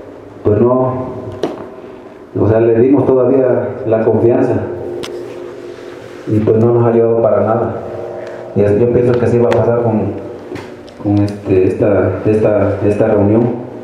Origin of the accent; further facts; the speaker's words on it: Tixtla, Guerrero, Mexico; Yo soy originario de Tixla